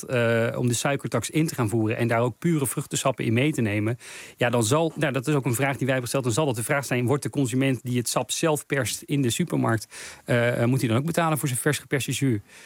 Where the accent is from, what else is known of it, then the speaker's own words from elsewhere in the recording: Netherlands; ik ben ook echt wel van mening dat we als Nederlanders te veel suiker consumeren